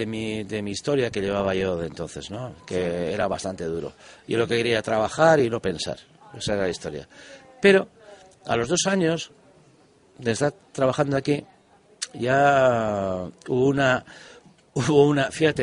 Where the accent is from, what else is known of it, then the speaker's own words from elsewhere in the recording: Hernani, Basque Country, Spain; Mi tierra, mira, acabo de estar, ahora he pasado el mes de julio allí. Y la verdad, en mi pueblo, que soy de Hernani, hay dos calles importantísimas.